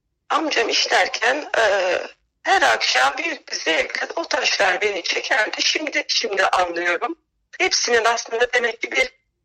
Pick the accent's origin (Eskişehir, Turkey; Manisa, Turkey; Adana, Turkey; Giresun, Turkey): Eskişehir, Turkey; Herkes birbirini tanıyan küçük bir köyde büyüdüm ben.